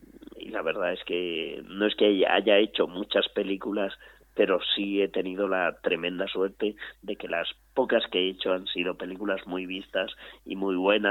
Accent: Alcázar de San Juan, Castilla-La Mancha, Spain; en mi pueblo, Alcázar de San Juan, un pueblo de... Bueno, es una ciudad, no yo digo pueblo porque me gusta decir pueblo

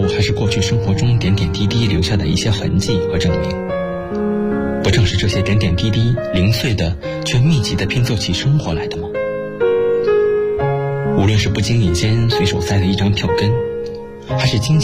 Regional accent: Shanghai, China; 来自上海，我在南京大学，距离我的家乡300公里

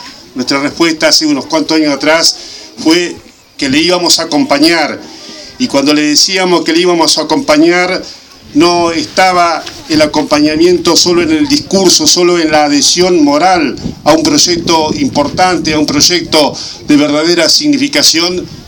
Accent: Saladillo, Buenos Aires Province, Argentina; esta institución de mi pueblo, de nuestro querido Saladillo.

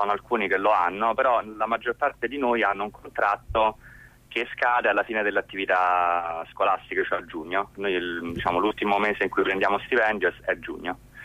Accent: Rome, Lazio, Italy; io sono di Roma

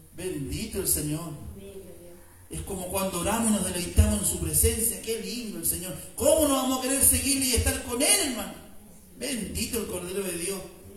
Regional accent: Chile; Salió cascando, como decimos, como chileno

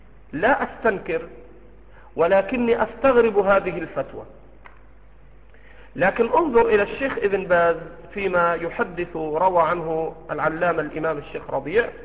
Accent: Egypt; accent: Egyptian; يأكل على جرمان على لهجتنا المصرية

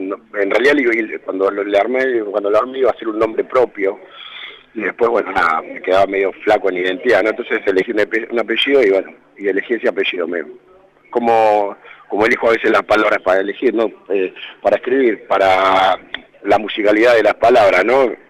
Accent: Buenos Aires, Argentina; Mi familia es gastronómica, hijo de inmigrantes, pero somos del Parque de los Patricios

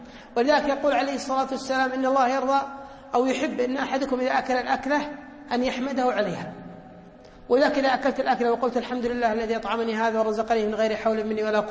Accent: Kuwait; كان معتمد بريطاني عندنا في الكويت

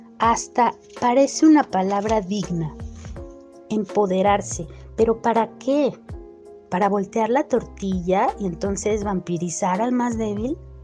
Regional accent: Mexico; antropóloga de México.

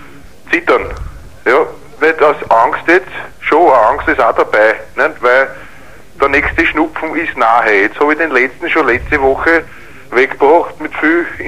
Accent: Vienna, Austria; Aber es ist halt so, das Wien, ich bin ein echter Wiener, ne? Und da bin ich halt gern

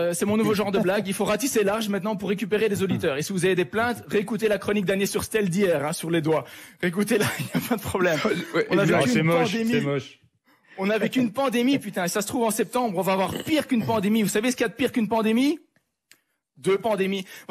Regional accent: Belgium; Et il sait même pas que je suis belge.

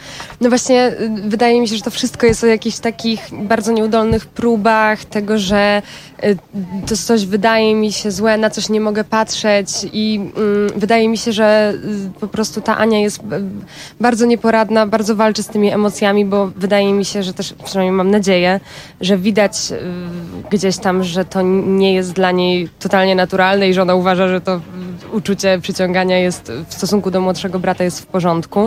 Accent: Warsaw, Masovian Voivodeship, Poland; Jeszcze w związku z tym, że ja jestem z Warszawy

